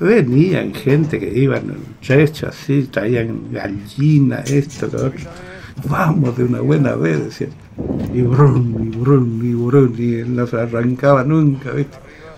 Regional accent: Goya, Corrientes, Argentina; yo soy de Goya y estoy viniendo de las Malvinas.

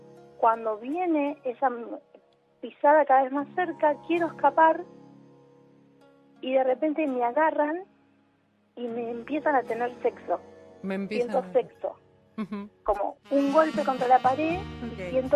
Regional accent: Rafael Castillo, Buenos Aires Province, Argentina; soy de Rafael Castillo.

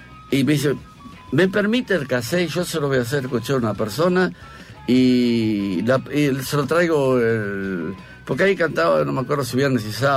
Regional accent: Buenos Aires, Argentina; yo soy del Abasto, como ninguno, no pregunto cuántos son, sino que salga de a uno. Bueno, a 5 o 6 cuadras de la casa de … a 2 cuadras del Abasto.

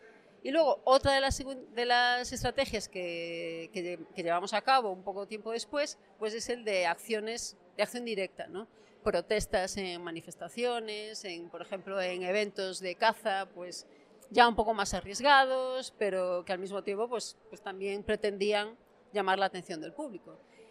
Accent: Galicia, Spain; pues yo soy de Galicia

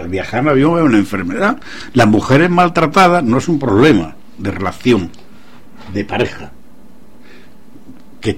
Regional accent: Andalusia, Spain; yo soy andaluz y la palabra que yo dije fue multinacionales

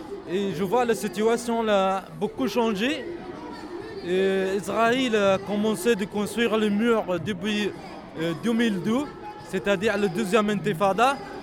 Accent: France; moi, je suis français d'origine palestinienne, je n'ai pas le droit d'aller là-bas avec mon passeport français.

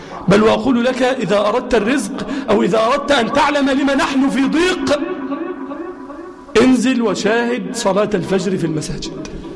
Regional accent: Egypt; اللهم اجعل بلدنا مصر أمنا أمانا سخاء الرخاء وسائر بلاد المسلمين

